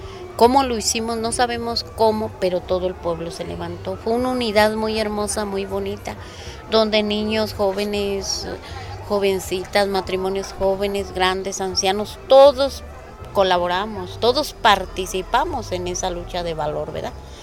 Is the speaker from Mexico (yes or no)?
yes; Cherán, Michoacán, Mexico; tengo 57 años, soy nativa de aquí de mi pueblo de Cherán, he vivido siempre aquí, nunca he salido y me siento orgullosa de seguir viviendo aquí.